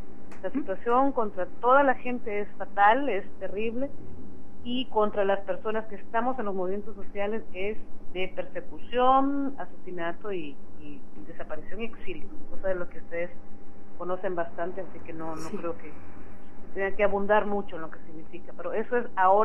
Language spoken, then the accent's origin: Spanish; Honduras; soy hondureña. Vengo de esas tierras de allá por Centroamérica.